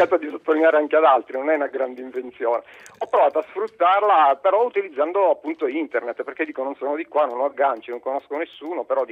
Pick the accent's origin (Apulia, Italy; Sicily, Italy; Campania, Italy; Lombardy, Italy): Sicily, Italy; Gela; now in Northern Italy; Io sono originario di Gela, che Sicilia.